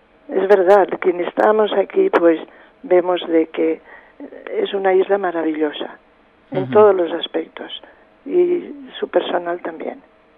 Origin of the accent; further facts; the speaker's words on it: Callosa d'en Sarrià, Valencian Community, Spain; yo soy de la provincia de Alicante, soy de Callosa de Sarriá, al lado de Benidorm. Bueno, es muy parecido tanto el clima como el habla y todo con Ibiza.